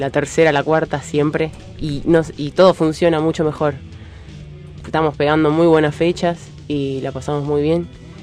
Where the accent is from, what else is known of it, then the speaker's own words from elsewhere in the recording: Pilar, Buenos Aires Province, Argentina; now in Buenos Aires, Argentina; Soy de Pilar, sí.